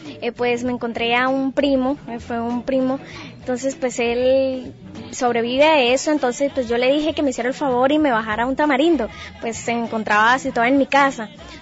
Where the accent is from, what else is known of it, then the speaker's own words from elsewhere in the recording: La Gloria, Cesar, Colombia; vengo del municipio de La Gloria.